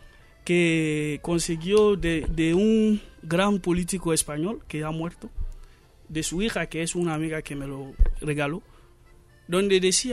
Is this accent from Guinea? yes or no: yes; Guinea; En mi país, en 2010, hemos vivido el mismo, Guinea-Conakry.